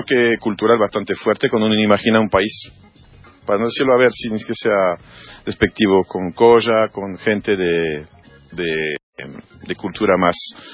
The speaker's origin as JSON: {"language": "Spanish", "country": "France", "moved": "yes", "said": "Es hermoso Francia, amo mi tierra, pero vivo mucho mejor acá."}